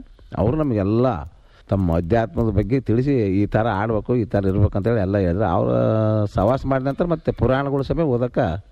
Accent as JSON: {"language": "Kannada", "town": "Tadkal", "region": "Karnataka", "country": "India", "tie": "born or raised there", "said": "ಮೂಲ ಇದೆ ತಡ್ಕಲ್ ರೀ, ನಮ್ದು ಊರು"}